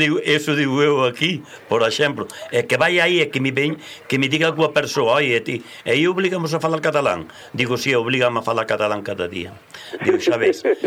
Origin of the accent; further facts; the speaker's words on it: Galicia, Spain; Pero eu son galego dende os pés hasta o último pelo que teño blanco na cabeza.